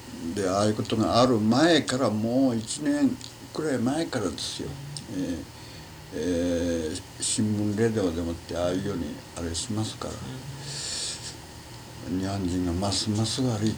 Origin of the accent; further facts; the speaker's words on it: United States; first language English; Japanese is a second language; アメリカで生まれてアメリカの習慣で育ったものですから、まずアメリカですな。